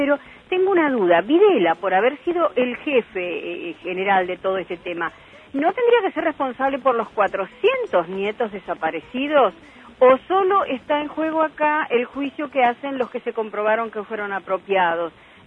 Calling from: Virrey del Pino, Buenos Aires Province, Argentina; Buenas tardes … de Virrey del Pino

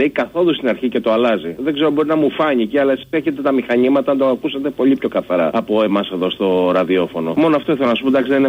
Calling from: Patras, Western Greece, Greece; από Πάτρα.

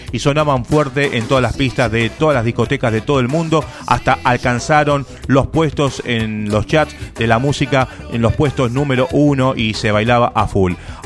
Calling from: Quilmes, Buenos Aires Province, Argentina; de Quilmes.

